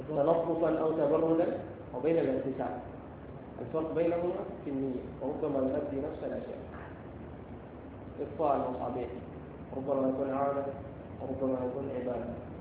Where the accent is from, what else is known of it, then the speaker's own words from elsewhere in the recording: Sudan; ونحن عندنا في السودان والتي فيها قصائد عديدة